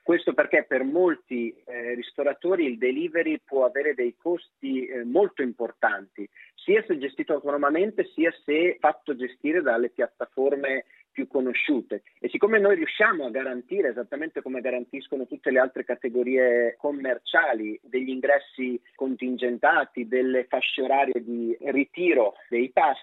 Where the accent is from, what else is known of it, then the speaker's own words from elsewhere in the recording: Naples, Campania, Italy; Io che sono napoletano e già conosco l'attitudine a sud di uso dell'auto privata